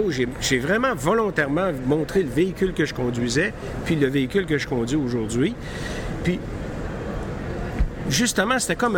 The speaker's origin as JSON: {"language": "French", "town": "Quebec City", "region": "Quebec", "country": "Canada", "tie": "born or raised there", "said": "je retourne dans mon patelin à Québec, ma merveilleuse ville"}